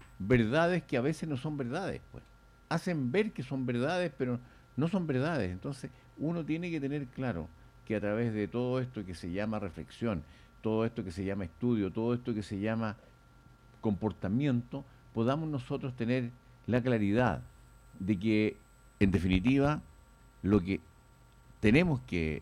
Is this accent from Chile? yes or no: yes; Chile; hoy día tenemos que, como chilenos, como personas que integramos una sociedad importante